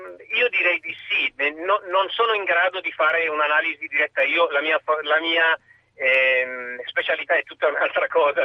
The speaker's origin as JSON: {"language": "Italian", "country": "Iran", "second_language": "Italian", "said": "Io sono iraniano. Sono un esule iraniano, sì."}